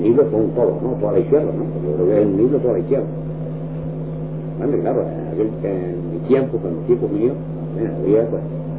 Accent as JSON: {"language": "Spanish", "region": "Canary Islands", "country": "Spain", "said": "Yo soy canario, más canario que tú."}